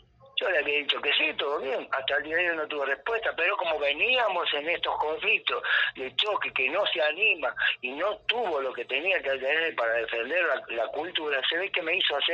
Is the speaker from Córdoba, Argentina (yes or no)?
yes; Córdoba, Argentina; yo tengo el mismo derecho porque soy argentino, porque soy cordobés y puedo pisar mis tierras